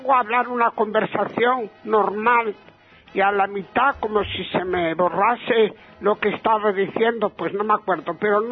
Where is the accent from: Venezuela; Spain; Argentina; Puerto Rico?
Argentina; Digo, ¡soy de Argentina!